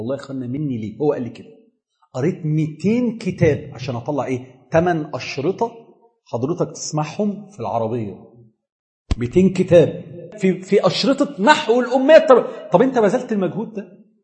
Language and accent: Arabic; Egypt; سهر الليالي دي بقت افلام عندنا في مصر